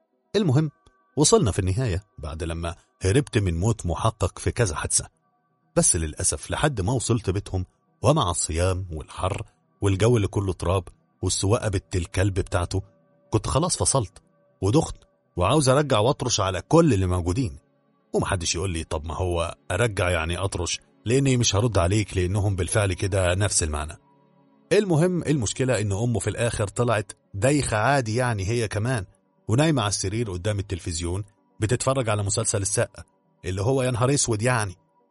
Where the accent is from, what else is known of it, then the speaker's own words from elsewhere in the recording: Egypt; جيناتي كمصري ما تسمحليش ان اقف كده اتفرج على الموقف ده